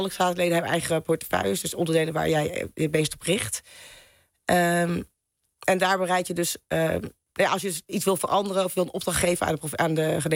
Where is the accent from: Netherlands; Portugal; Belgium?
Netherlands; North Holland; Ja, ik ben ook een Noord-Hollander.